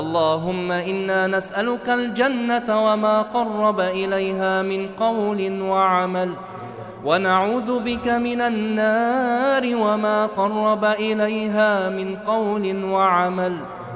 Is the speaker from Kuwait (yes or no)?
no; Egypt; عن بلدنا مصر خاصة وعن سائر بلاد